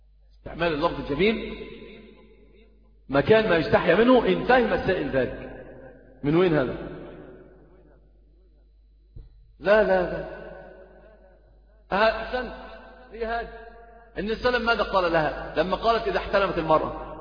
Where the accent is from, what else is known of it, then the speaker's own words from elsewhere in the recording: Egypt; عندنا في مصر كثير من يعني أنت تجد الصغير والكبير